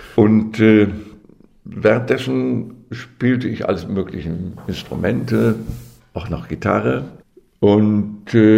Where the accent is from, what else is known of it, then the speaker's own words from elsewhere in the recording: North Rhine-Westphalia, Germany; now in Kassel, Germany; Ich bin gebürtiger Ostwestfale aus der Bielefelder Gegend, vom Lande. Ich entstamme dem Landproletariat.